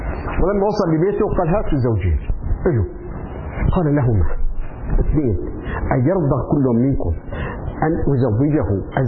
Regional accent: Syria; هو لبناني وأنا سوري

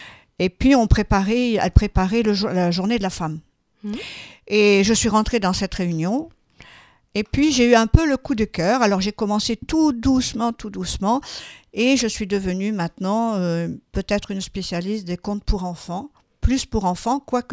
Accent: Occitanie, France; je suis originaire des Pyrénées, je vous l'ai dit. J'ai toute mon enfance dans les Pyrénées

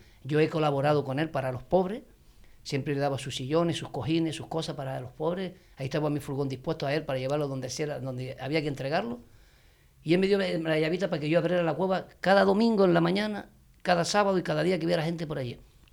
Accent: El Draguito, Canary Islands, Spain; also born or lived in Santa Cruz; porque mis padres, ya te digo, vivíamos en Santa Cruz, pero somos de aquí, del Draguito

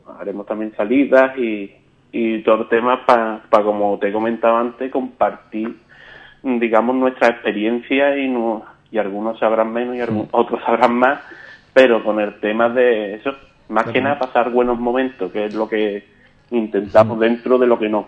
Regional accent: San José del Valle, Andalusia, Spain; Yo soy de San José del Valle

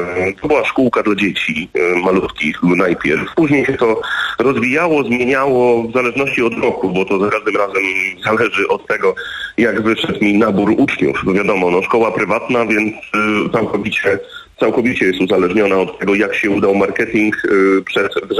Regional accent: Gdynia, Pomeranian Voivodeship, Poland; no bo ja jednak jestem z Gdyni, więc operowałem w Trójmieście.

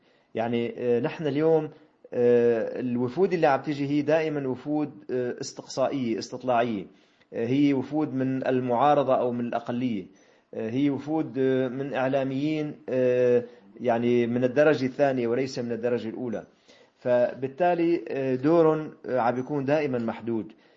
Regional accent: Syria; now in Marseille, France; نحن كسوريين كما قلت، وأنا الآن موجود في مدينة مارسيليا

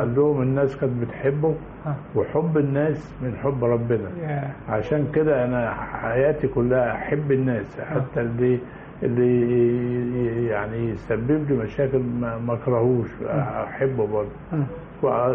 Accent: Mansoura, Dakahlia, Egypt; انا اتعلمت من اتولدت في المنصورة، ووالدي ووالدتي من الدقهلية، واتعلمت في المدرسة الابتدائي.

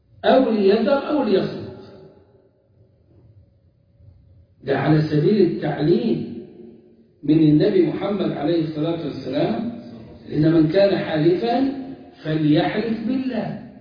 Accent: Egypt; أما إحنا كمصريين فمفتاح كلامنا

